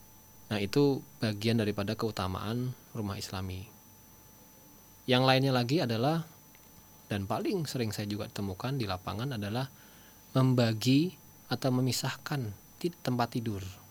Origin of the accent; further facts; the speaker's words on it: Bekasi, West Java, Indonesia; kita di Jabodetabek, kita ini bukan orang Jakarta Ustaz ya, orang Bekasi perantauan.